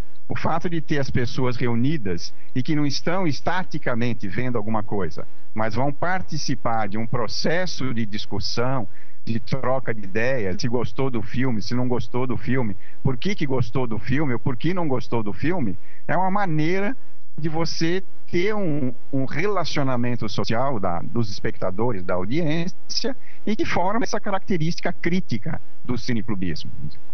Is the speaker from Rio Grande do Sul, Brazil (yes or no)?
no; São Paulo, Brazil; now in Natal, Brazil; Atualmente eu estou em Natal, mas como foi dito, a minha vida inteira foi aqui em São Paulo. Sou paulista, paulistano, ex-professor da USP